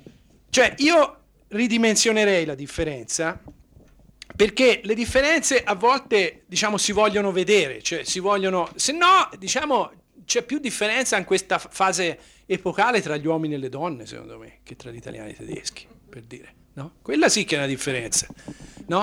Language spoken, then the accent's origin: Italian; Tuscany, Italy; io vengo dalla Toscana, si può trovare differenze tra paese e paese